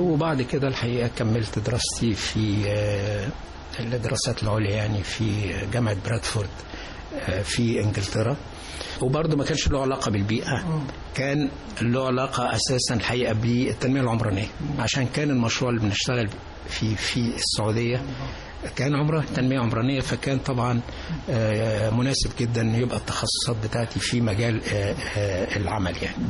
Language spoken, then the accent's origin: Arabic; Sharqia Governorate, Egypt; احنا ربعمية بقى وكفر حسين. لا كفر أبو حسين.